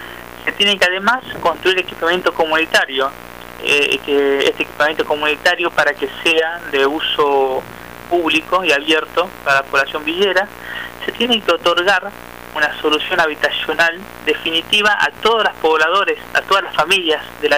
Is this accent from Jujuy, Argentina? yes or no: yes; Jujuy, Argentina; moved away as an adult; now in Buenos Aires, Argentina; Yo soy de Jujuy, vine a en Buenos Aires en el año 2008, me recibí de abogado en Jujuy, vine a hacer unos estudios de posgrados acá en Buenos Aires.